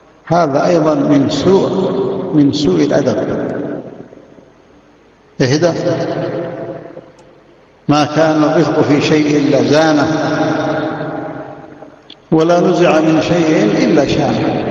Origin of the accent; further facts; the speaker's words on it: Yemen; والحمد لله المشايخ عندنا في اليمن